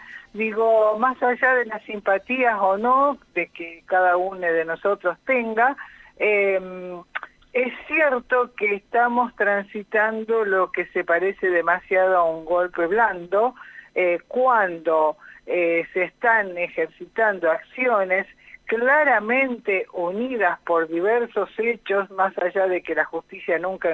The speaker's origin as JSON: {"language": "Spanish", "town": "Rosario", "region": "Santa Fe", "country": "Argentina", "said": "yo soy de Rosario, aviso"}